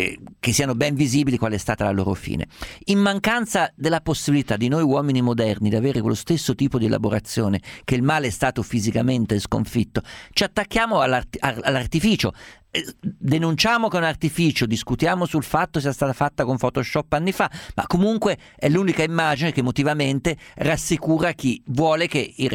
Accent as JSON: {"language": "Italian", "town": "Perugia", "region": "Umbria", "country": "Italy", "tie": "born or raised there", "said": "io vengo a Perugia, vivo a Perugia, sono nato a Perugia, ho vissuto a Perugia, che è una città con grandi tracce di Medioevo ancora nelle sue strade."}